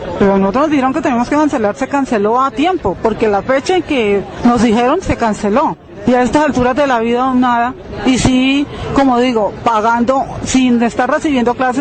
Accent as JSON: {"language": "Spanish", "town": "Armero Guayabal", "region": "Tolima", "country": "Colombia", "said": "venimos de Armero Guayabal"}